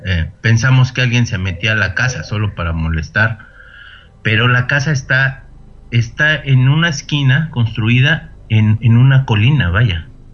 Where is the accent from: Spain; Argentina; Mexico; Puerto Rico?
Mexico; Mexico City; Yo soy originario de Ciudad de México.